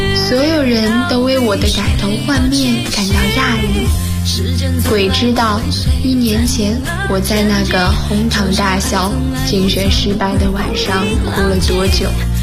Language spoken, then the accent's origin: Chinese; North China, China; 我出生在北方的三线小城市，小时候不懂事儿，总爱问父母我们这个城市到底是哪三线。